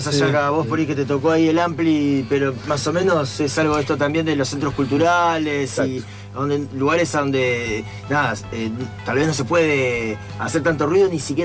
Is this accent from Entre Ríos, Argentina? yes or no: yes; Entre Ríos, Argentina; born there; porque yo nací en Entre Ríos, nada que ver.